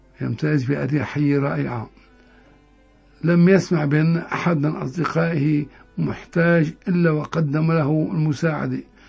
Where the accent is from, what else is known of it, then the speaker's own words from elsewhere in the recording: Hama, Hama Governorate, Syria; accent: Hama; والدلعونة الحموية هي لهجتنا كما لهجة الساحل